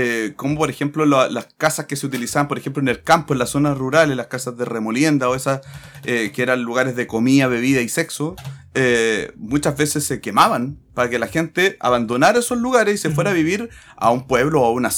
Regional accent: Chile; El Estado Nacional es una sola cosa, claro, y todos somos chilenos

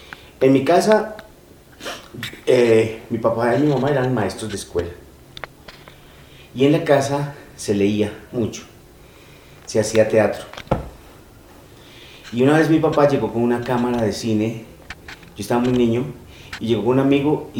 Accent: Medellín, Antioquia, Colombia; now in Bogotá, Colombia; vine de Medellín a Bogotá a trabajar en la ópera

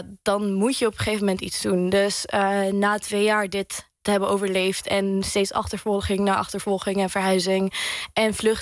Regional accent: Syria; de goede momenten die wij als mensen, als Syriërs hebben gehad in onze nieuwe landen. Maar ook in onze thuisland en onze moederland.

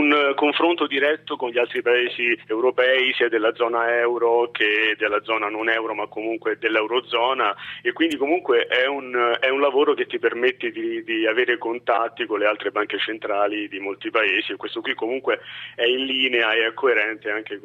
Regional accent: Rome, Lazio, Italy; born there; ho lavorato per i primi anni a Milano, nella sede di Milano, e poi sono stato trasferito, insomma, a Roma, che è la mia città natale

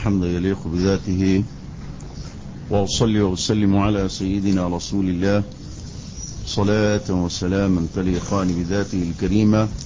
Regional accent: Egypt; وعندنا في مصر يعني اي ضيف بيجي بتاع انزل جيب ازازة كولا

